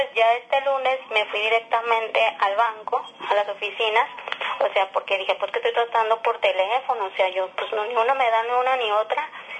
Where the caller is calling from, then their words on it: Torreón, Coahuila, Mexico; Soy de aquí, de Torreón.